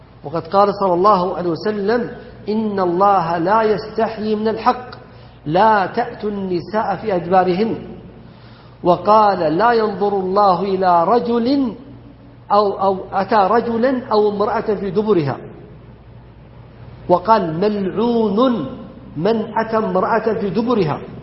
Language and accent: Arabic; Saudi Arabia; ومما يذكر فيحمد أن بلدنا المملكة العربية السعودية أنها ردت ذلك